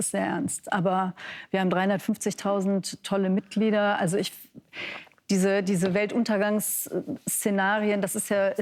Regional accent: Rhineland-Palatinate, Germany; Ich bin aus Rheinland-Pfalz.

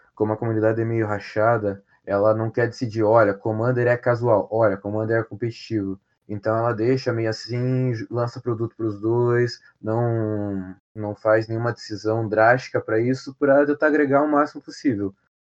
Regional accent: Paraná, Brazil; na minha cidade aqui, eu sou do Paraná

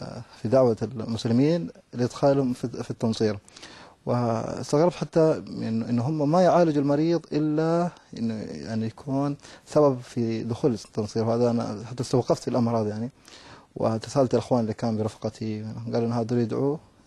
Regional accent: Chad; أنا من تشاد بالضبط.

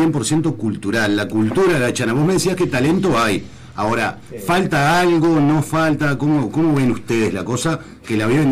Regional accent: Fraile Muerto, Cerro Largo, Uruguay; soy de Fraile Muerto

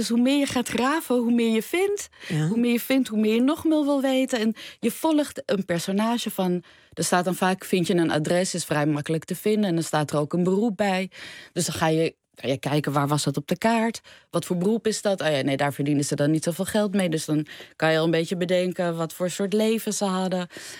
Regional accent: Amsterdam, North Holland, Netherlands; Nee, want ik voel me echt een Amsterdammer. Ja? Dus dat we al heel lang daar zijn.

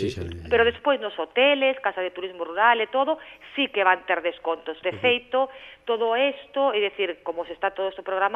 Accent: Monforte de Lemos, Galicia, Spain; Monforte, pues, es decir, eu que queres que che diga, che o meu pobo, pero bueno, encima Monforte é un sitio bonito

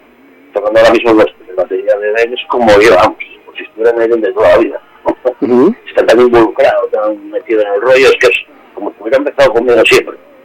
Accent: Asturias, Spain; todos somos asturianos, todos nos conocemos.

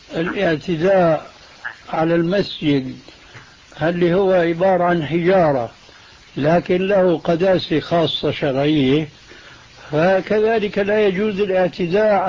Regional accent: Syria; وكما يقولون عندنا في سوريا

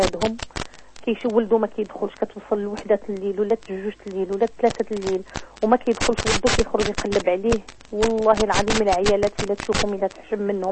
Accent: Morocco; راه القانون عندنا في المغرب الحمد لله

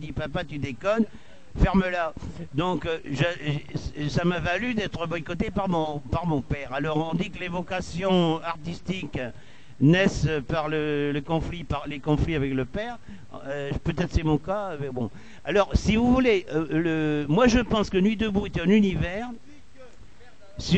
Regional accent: Nouvelle-Aquitaine, France; J'étais en 44 dans mon bled, qui se trouve à l'intersection de la Nationale 704 et de la rivière Dordogne.

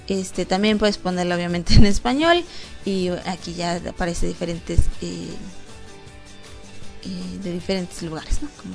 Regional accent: Mexico; Aquí ya me ubicó que yo soy de México, porque entré a la página y obviamente me aparece luego, luego que soy de México.

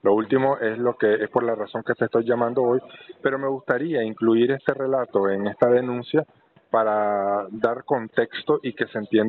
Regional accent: Nicaragua; moved away; Soy nicaragüense y exiliado político.

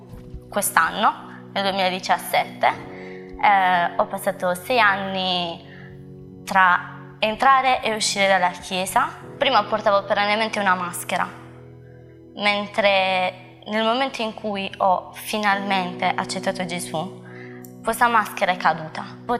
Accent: Modugno, Apulia, Italy; ho 22 anni e sono di Modugno.

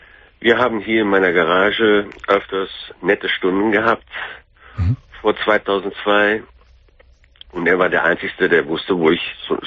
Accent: Belgium; Nee, ich bin Belgier.

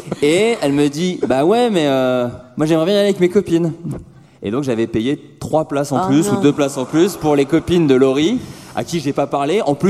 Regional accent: Bourgogne-Franche-Comté, France; je viens du fin fond de la Bourgogne

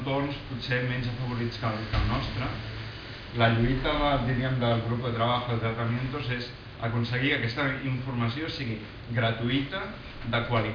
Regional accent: Catalonia, Spain; tot i que es fa aquí, i molts de l'equip som catalans

